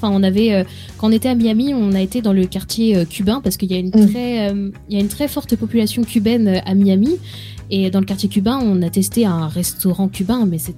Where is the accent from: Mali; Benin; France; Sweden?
France; Bon, certes, on vient de la France, voilà, gastronomique, tout ça.